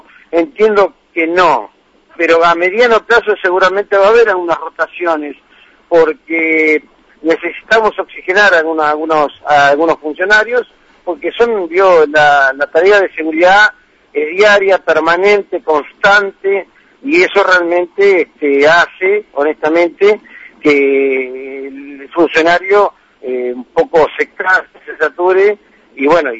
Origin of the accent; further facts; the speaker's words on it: La Plata, Buenos Aires Province, Argentina; me había ido a mi ciudad natal, que es La Plata.